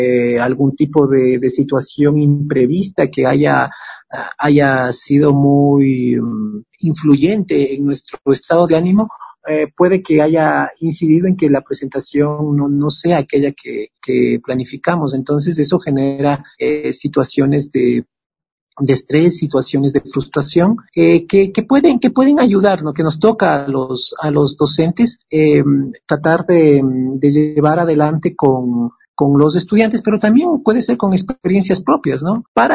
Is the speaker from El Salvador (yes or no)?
no; Quito, Pichincha, Ecuador; moved away as an adult; also born or lived in Kassel, Germany; yo pues soy un músico quiteño